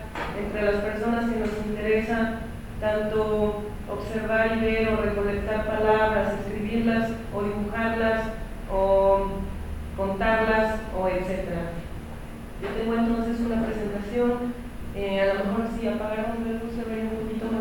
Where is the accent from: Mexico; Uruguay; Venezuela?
Mexico; Guanajuato; yo nací en Guanajuato, crecí en Guanajuato, mi familia toda está en Guanajuato